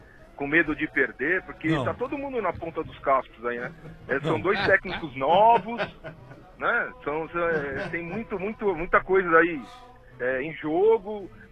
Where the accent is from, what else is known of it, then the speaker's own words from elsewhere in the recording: São Paulo, Brazil; Eu sou da Vila Leopoldina.